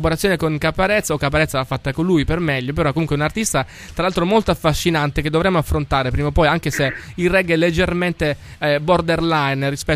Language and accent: Italian; Sicily, Italy; Ah beh, noi siamo fortunati, come noi come siciliani siamo fortunati